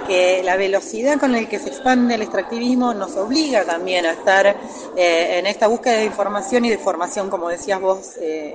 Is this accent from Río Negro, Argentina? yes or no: yes; Choele Choel, Río Negro, Argentina; soy de Cholechuel, vivo en Cholechuel, soy nacida ahí